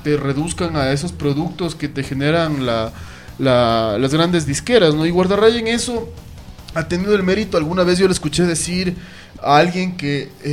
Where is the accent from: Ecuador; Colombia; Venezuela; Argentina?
Ecuador; Lo triste para mí como ciudadano ecuatoriano es que todo el abanico infinito que representa la música se reduzca